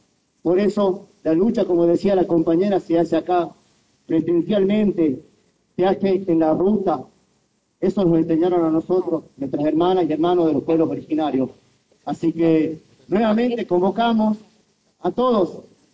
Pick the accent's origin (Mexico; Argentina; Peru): Argentina; Jujuy; somos jujeños, yo orgullosamente me siento hermano, soy del pueblo colla.